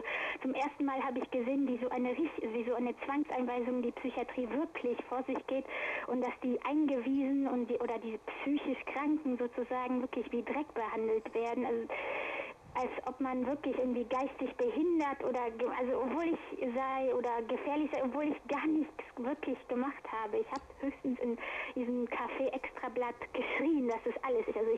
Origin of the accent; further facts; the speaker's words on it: Düren, North Rhine-Westphalia, Germany; also in meiner Heimatstadt Düren, fing diese Qual an.